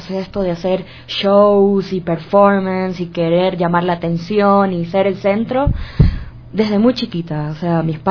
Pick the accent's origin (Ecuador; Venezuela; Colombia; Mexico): Ecuador; Guayaquil, Guayas; born there; yo nací en Guayaquil en 1985. … … los dos son de Guayaquil.